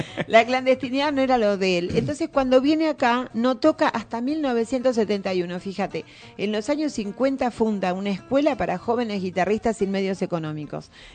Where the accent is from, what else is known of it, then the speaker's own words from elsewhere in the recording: Buenos Aires, Argentina; Yo era chiquitititita. Recuerdo que para no dejarme en la casa, porque nosotros somos de Buenos Aires y allá íbamos de paseo